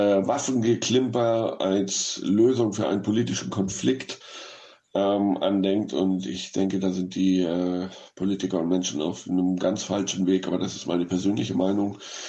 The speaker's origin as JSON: {"language": "German", "region": "Hamburg", "country": "Germany", "tie": "born or raised there", "lives_now": "Barcelona, Spain", "said": "Ein Filmemacher aus meiner Heimatstadt Hamburg"}